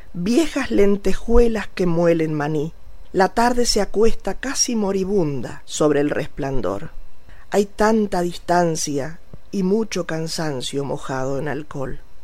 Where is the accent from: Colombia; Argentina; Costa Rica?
Argentina; Santa Fe; Como soy santafesina, he escrito un poema